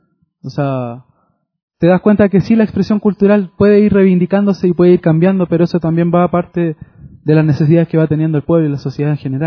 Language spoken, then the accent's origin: Spanish; Chile; now in Quito, Ecuador; salí de Chile diciendo voy a ir a Quito a hacer un centro cultural